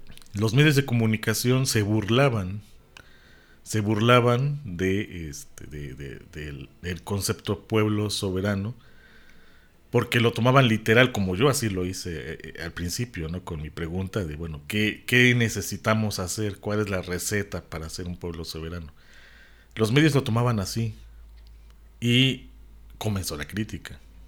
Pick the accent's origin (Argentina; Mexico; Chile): Mexico; yo soy mexicano y mexica, yo soy mexicano, maya